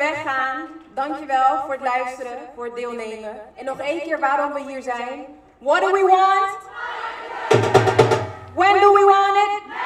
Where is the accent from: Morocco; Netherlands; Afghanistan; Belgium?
Afghanistan; ik ben zelf Afghaans, ik kom uit Afghanistan.